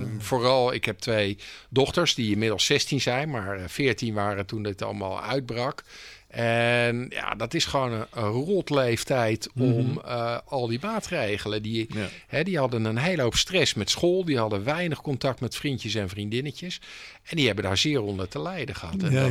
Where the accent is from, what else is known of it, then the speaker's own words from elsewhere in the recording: Delft, South Holland, Netherlands; dat wij uit Delft komen is eigenlijk irrelevant.